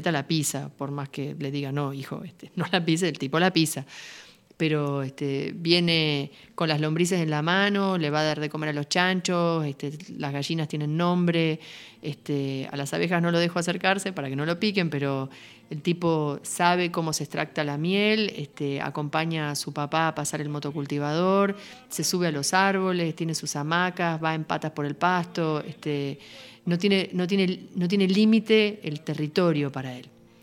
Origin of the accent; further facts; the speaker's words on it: Buenos Aires, Argentina; moved away; Yo vengo de Buenos Aires, o sea, hace casi 20 años que nos fuimos de Buenos Aires, pero yo vengo de Buenos Aires y tengo amigos en Buenos Aires